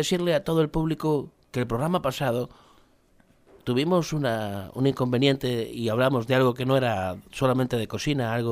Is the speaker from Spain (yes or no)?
yes; Spain; Como español del mundo.